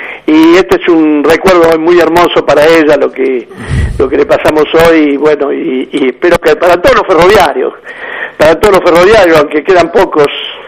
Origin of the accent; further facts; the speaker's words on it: Argentina; Soberanos pelotudos somos los argentinos, que nos dejamos engrupir.